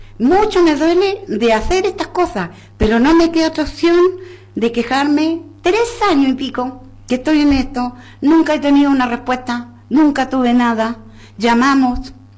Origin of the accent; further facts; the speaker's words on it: Chile; moved away as an adult; now in Argentina; Sí, soy chilena, pero ya llevo 50 años casi acá.